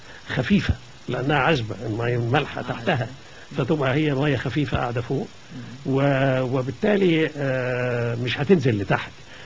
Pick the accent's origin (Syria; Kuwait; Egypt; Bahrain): Egypt; وأنا عايز أقول لك إن كمية الغاز اللي عندنا في مصر